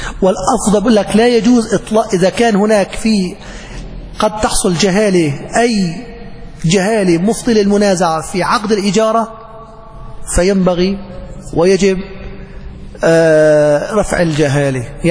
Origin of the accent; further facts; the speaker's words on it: Aleppo, Aleppo Governorate, Syria; في النيرب عندنا بحلب النيرب